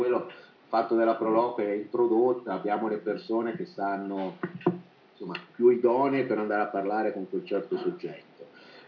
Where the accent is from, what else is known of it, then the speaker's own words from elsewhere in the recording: Milan, Lombardy, Italy; now in Riparbella, Italy; sono originario di Milano, non ho problema di campanile